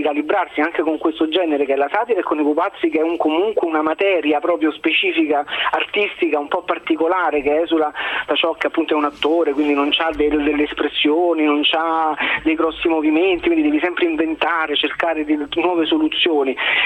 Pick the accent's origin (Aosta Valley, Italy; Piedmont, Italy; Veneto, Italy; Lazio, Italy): Lazio, Italy; Rome; sono romano, tanto di cappello